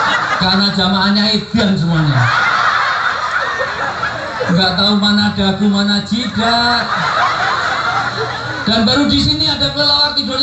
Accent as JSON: {"language": "Indonesian", "region": "Java", "country": "Indonesia", "said": "Saya asli orang Jawa, dalam tradisi Jawa orang tua disebut sepuh."}